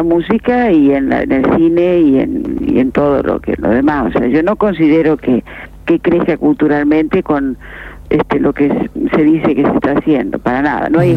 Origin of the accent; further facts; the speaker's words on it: Gualeguaychú, Entre Ríos, Argentina; volver a mis pagos en Entre Ríos, sur Entre Ríos. Yo soy de Gualeguaychú.